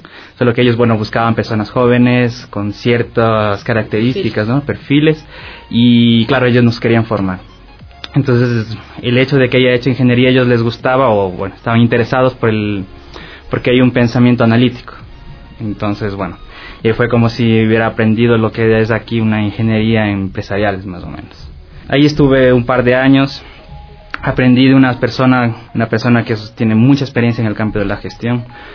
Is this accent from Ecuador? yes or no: yes; Ecuador; moved away; also born or lived in Spain; Bueno, yo salí de aquí de Ecuador hace 15 años, entonces yo estuve en España, lo típico